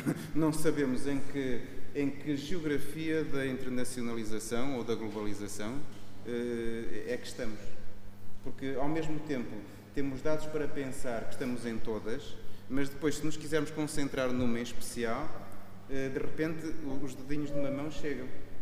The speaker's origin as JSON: {"language": "Portuguese", "town": "Melgaço", "region": "Norte", "country": "Portugal", "said": "eu sou de Melgaço, portanto sou ultra periférico, quase galego"}